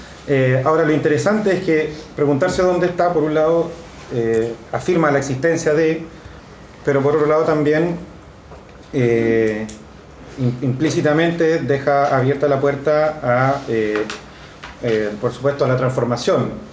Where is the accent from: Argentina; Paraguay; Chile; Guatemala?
Chile; yo soy sociólogo chileno.